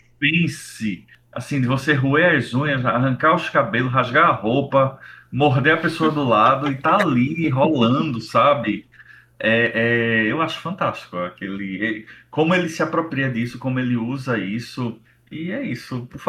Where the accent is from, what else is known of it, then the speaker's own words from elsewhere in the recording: Recife, Pernambuco, Brazil; eu pernambucano, recifense, cresci no São Luís